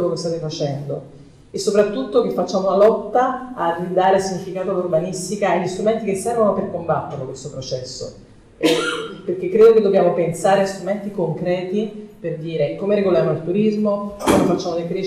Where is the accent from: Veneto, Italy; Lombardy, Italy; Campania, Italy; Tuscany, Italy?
Campania, Italy; Naples; now in Barcelona, Spain; sono napoletana, vivo a Barcellona, quindi sono una specie di schizofrenia